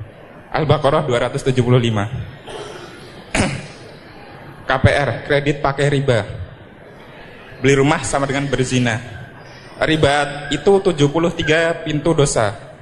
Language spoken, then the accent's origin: Indonesian; Cikarang, West Java, Indonesia; Saya berasal dari Perum Cikarang Baru.